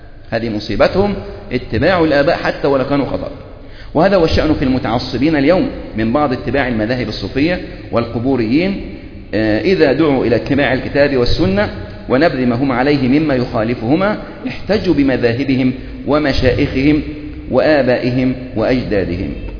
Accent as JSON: {"language": "Arabic", "country": "Egypt", "said": "يعني إحنا عندنا في مصر"}